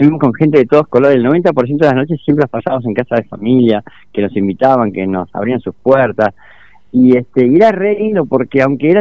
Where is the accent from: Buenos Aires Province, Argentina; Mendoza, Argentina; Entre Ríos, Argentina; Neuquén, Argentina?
Buenos Aires Province, Argentina; Sierra de la Ventana; also born or lived in San Francisco; yo nací, pero nada más que nací en California, San Francisco, pero me crié en Sierra de la Ventana, ya el año de vida estaba allá.